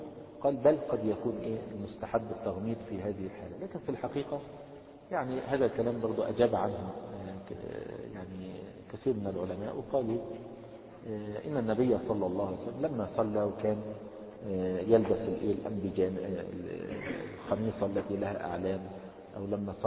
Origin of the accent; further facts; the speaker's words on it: Egypt; عندنا في مصر يعني كثير من الناس يقلبون أيديهم هكذا إذا قال السلام عليكم ورحمة الله الشمال